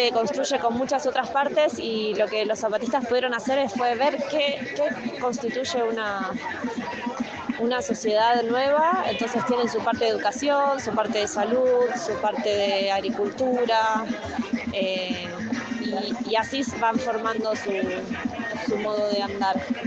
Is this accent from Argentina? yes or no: yes; Argentina; tengo 30 años, soy de Argentina y justo me tuve la suerte de estar en México